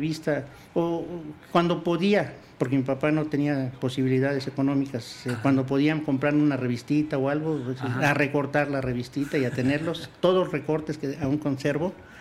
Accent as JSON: {"language": "Spanish", "town": "Acapulco", "region": "Guerrero", "country": "Mexico", "said": "Sí, soy de allá de Acapulco, en Acapulco."}